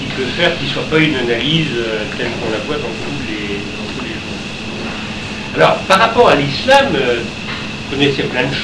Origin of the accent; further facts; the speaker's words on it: Brittany, France; Je suis breton, je fais partie de ces gens qui ont eu le catholicisme.